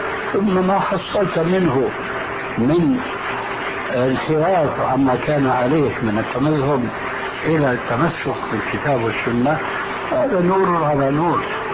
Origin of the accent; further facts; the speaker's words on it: Syria; وأنا كما يقولون عندنا في سوريا العبد الفقير